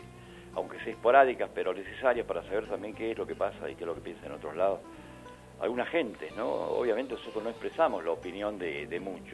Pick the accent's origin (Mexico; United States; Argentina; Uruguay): Argentina; Anda a nosotros como argentinos a ver si vas a comprar alguna casita